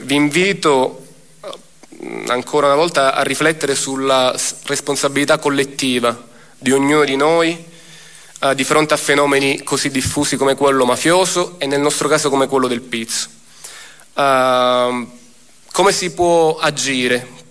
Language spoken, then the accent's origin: Italian; Palermo, Sicily, Italy; Ci siamo resi conto come palermitani, come siciliani, che a nessuno può essere chiesto uno sforzo sovraumano, un'esposizione eccessiva.